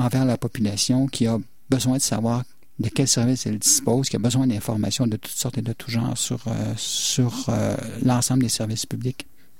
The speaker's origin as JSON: {"language": "French", "region": "Quebec", "country": "Canada", "said": "je suis originaire de la Mauricie."}